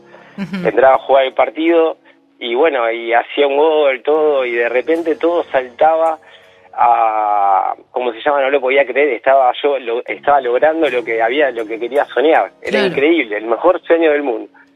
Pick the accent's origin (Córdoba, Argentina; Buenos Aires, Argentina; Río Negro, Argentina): Buenos Aires, Argentina; De La Boca.